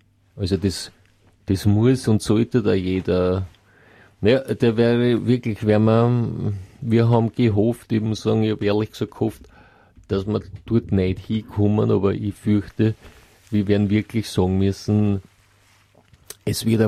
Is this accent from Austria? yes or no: yes; Austria; vielleicht nicht bei uns in Österreich